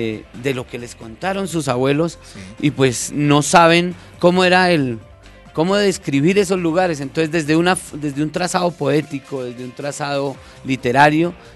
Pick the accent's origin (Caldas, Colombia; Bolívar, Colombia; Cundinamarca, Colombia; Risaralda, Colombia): Cundinamarca, Colombia; Soacha; sus costumbres, su vida, desde la parte antigua hasta la parte del presente, pero sobre todo aborda lugares que en nuestra memoria, en la memoria de los soachunos, aún ya desaparecieron